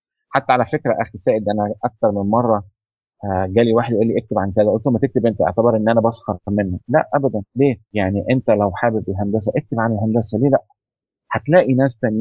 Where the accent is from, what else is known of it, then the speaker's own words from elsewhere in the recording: Egypt; أو العجل العربية زي ما بنقول عندنا في مصر